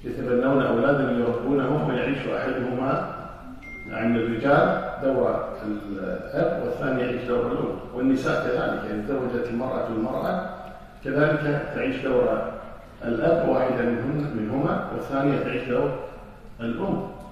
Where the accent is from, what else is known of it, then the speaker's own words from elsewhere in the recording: Kuwait; لكن الحمد لله عندنا في الكويت أمور مختلفة